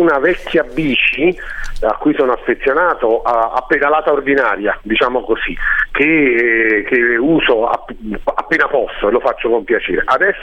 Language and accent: Italian; Naples, Campania, Italy; ma di fatto sono napoletano, e quindi quando è il momento andrò al lavoro a Napoli